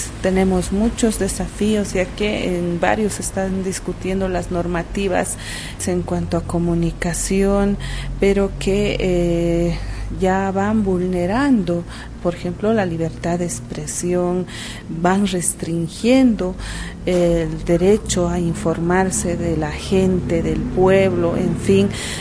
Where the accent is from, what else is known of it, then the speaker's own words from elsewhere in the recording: Bolivia; vengo desde Bolivia.